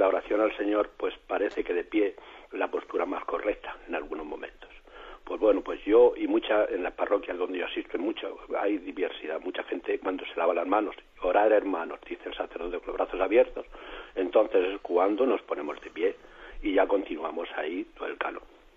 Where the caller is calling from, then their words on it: Murcia, Region of Murcia, Spain; de Murcia